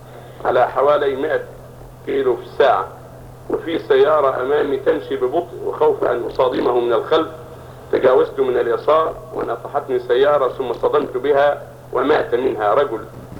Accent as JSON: {"language": "Arabic", "country": "Yemen", "said": "يوجد عندنا في اليمن أناس"}